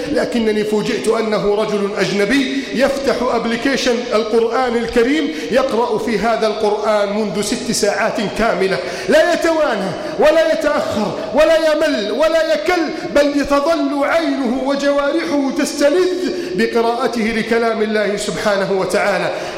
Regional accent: Egypt; واجعل بلدنا مصر آمنا مطمئنا وسائر بلاد المسلمين. اللهم من أراد بلادنا مصر بسوء فأشغله بنفسه

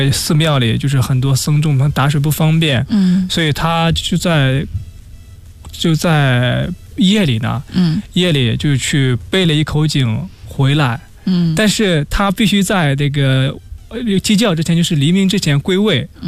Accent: Shandong, China; 山东，咱们是老乡啊。

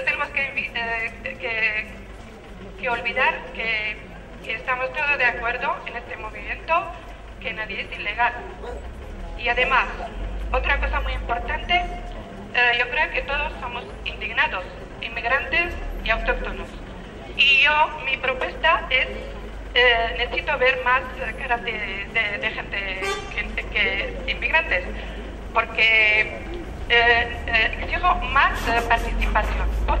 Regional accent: Morocco; now in Spain; Soy de Marruecos, vivo en Euskera, 11 años. También soy inmigrante

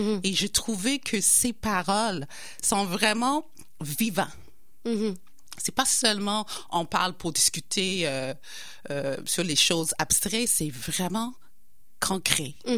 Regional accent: United Kingdom; French is a second language; now in Quebec City, Canada; je suis née en Angleterre. Je viens vraiment d'Angleterre. Je suis la deuxième génération des immigrants qui sont venus en Angleterre dans les années 50-60.

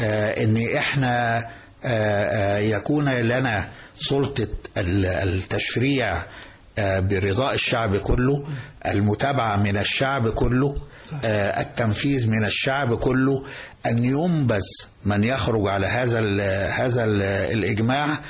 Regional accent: Egypt; إحنا شرف كبير جدا لينا إن إحنا مصريين

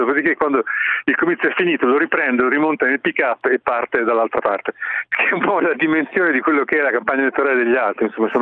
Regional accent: South Africa; io vengo dal Sudafrica, dove tutti quanti sanno che è un paese che, sì, estremamente, dove c'è il crimine

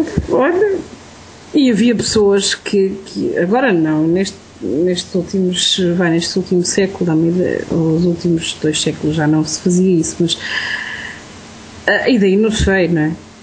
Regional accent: Torres Novas, Santarém, Portugal; born there; Eu não sou daquela zona, sou de Torres Novas, mas não quer dizer, nasci lá, mas não cresci lá.

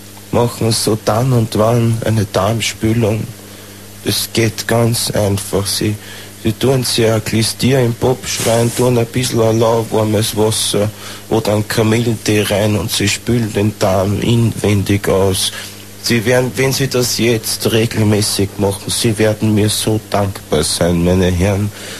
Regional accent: Austria; Na, bei uns in Österreich

